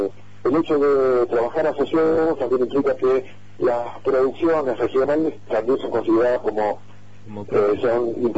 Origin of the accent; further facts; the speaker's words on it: Esquel, Chubut, Argentina; somos de Chesquel, por lo menos por ahora